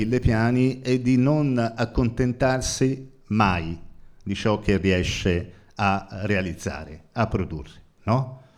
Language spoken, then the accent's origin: Italian; Florence, Tuscany, Italy; io vengo da Firenze